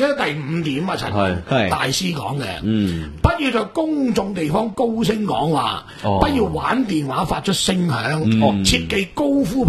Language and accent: Cantonese; Hong Kong; 我係香港人，